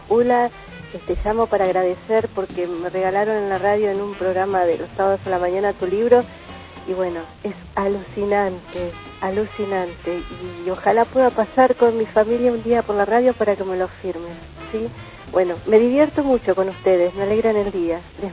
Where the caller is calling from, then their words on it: La Plata, Buenos Aires Province, Argentina; de La Plata.